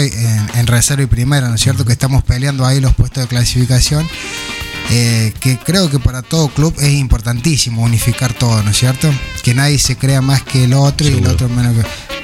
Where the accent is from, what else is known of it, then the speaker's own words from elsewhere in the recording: San Marcos, Córdoba, Argentina; hasta que me volví a Córdoba, fueron todos tres días. Decidí moverme vuelta acá a San Marcos.